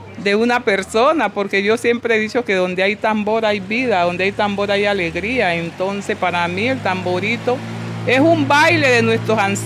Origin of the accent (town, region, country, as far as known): Chocó, Colombia; born or raised there; also born or lived in Valle del Cauca